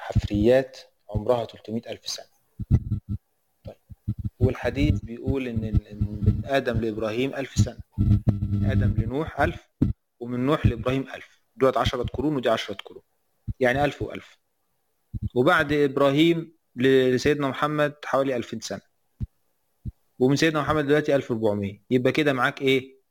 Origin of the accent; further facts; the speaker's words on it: Aswan, Aswan Governorate, Egypt; انا من الصعيد، في ناس في الصعيد بتلبس بطاطين